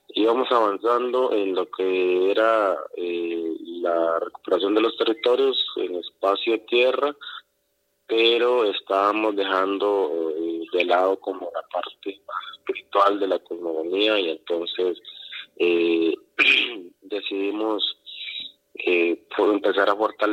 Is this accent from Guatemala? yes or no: no; Salitre, Puntarenas, Costa Rica; yo soy del territorio en la Bribri de Salitre, del sur de Costa Rica. Mi clan es Tuadiwak.